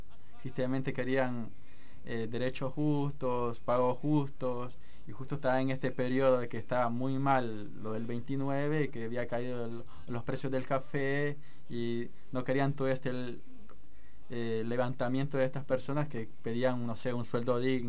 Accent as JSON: {"language": "Spanish", "country": "El Salvador", "said": "el legado de democracia que nos ha dejado Farabundo Martí a nosotros como salvadoreños."}